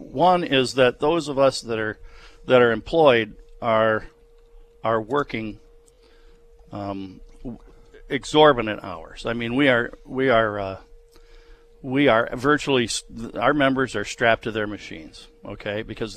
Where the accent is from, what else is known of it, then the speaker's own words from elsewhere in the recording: Michigan, United States; Yeah, that's what he said about my home state of Michigan.